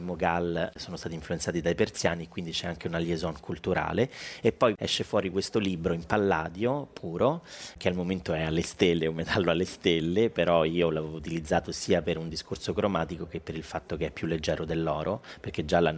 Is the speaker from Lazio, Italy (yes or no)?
yes; Rome, Lazio, Italy; io sono romano